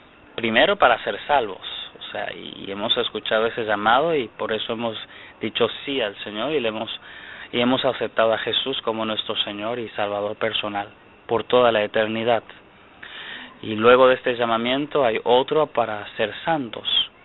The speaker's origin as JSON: {"language": "Spanish", "country": "Costa Rica", "said": "En el primer periodo, al regresar a Costa Rica, a mi país de origen"}